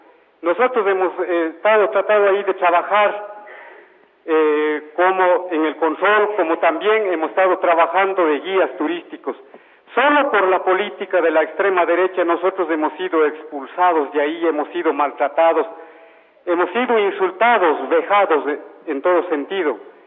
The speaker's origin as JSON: {"language": "Spanish", "town": "Ingapirca", "region": "Cañar", "country": "Ecuador", "said": "Nosotros en nuestra comunidad, yo soy de Ingapirca"}